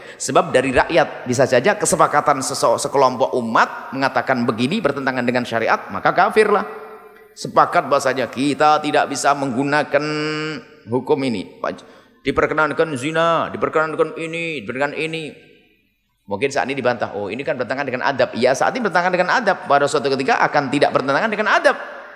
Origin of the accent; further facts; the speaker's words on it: Indonesia; saya sebagai rakyat Indonesia, KTP saya asli Indonesia